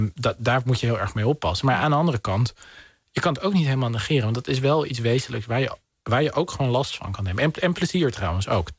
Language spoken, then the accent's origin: Dutch; Den Helder, North Holland, Netherlands; Mijn moeder komt uit een gezin dat geëvacueerd werd uit Den Helder. Ergens anders dan in de wijk waar ik ben opgegroeid.